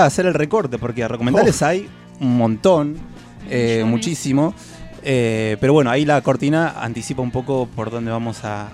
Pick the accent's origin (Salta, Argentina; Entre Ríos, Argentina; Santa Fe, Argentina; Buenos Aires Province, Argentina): Buenos Aires Province, Argentina; Bahía Blanca; yo soy de Bahía Blanca. Bahía Blanca tiene 400.000 habitantes, digamos.